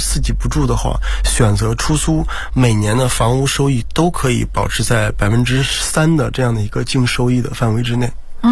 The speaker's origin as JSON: {"language": "Chinese", "country": "China", "said": "或者说像我们中国人一样啊，就是那个特别的积极"}